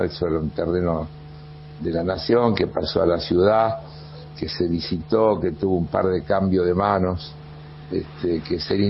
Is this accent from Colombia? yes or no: no; Buenos Aires, Argentina; yo soy ciudadano porteño, uh-huh, vivo, disfruto